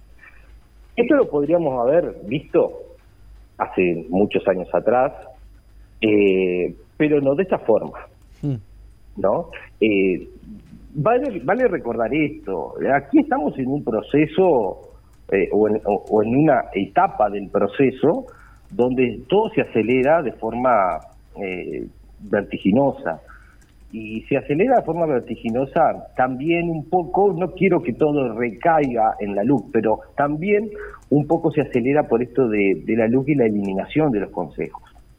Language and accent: Spanish; Uruguay; como tantos uruguayos y como tantos compañeros de ese momento que tuvimos que salir a buscar el camino